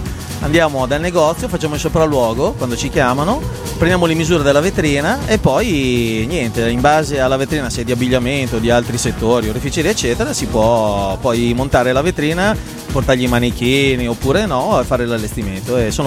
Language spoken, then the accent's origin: Italian; Brescia, Lombardy, Italy; noi veniamo da Brescia, città, e siamo venuti qui perché ci hanno detto che ci si diverte e si balla un casino